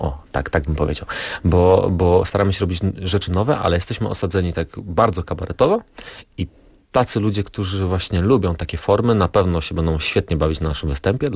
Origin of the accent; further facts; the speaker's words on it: Rybnik, Silesian Voivodeship, Poland; bo my jesteśmy z Rybnika, a tam mamy olbrzymi, cudowny Zalew Rybnicki